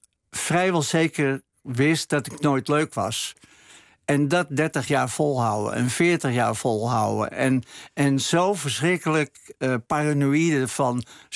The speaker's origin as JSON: {"language": "Dutch", "town": "Amsterdam", "region": "North Holland", "country": "Netherlands", "said": "Ik kom uit Amsterdam-Oost, waar niks mee zat. Echte klotenbuurt."}